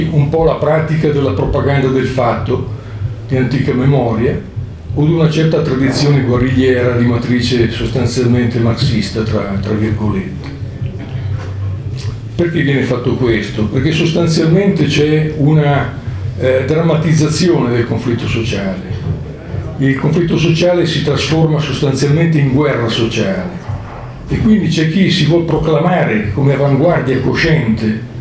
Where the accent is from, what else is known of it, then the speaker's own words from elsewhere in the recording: Milan, Lombardy, Italy; Io vengo da Milano, quindi ovviamente ho un occhio specifico sulla situazione milanese e sulla situazione italiana nel suo complesso.